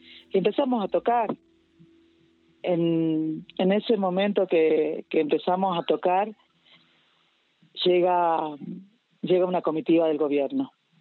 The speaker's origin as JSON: {"language": "Spanish", "town": "Tilcara", "region": "Jujuy", "country": "Argentina", "said": "yo me vuelvo para Tilcara, soy de Tilcara y vivo acá en Tilcara."}